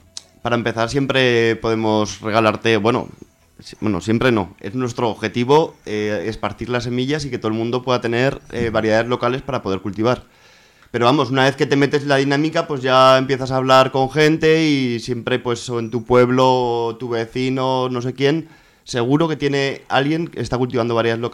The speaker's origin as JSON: {"language": "Spanish", "region": "Aragon", "country": "Spain", "tie": "born or raised there", "said": "del Bajo Aragón, uh-huh, en mi pueblo."}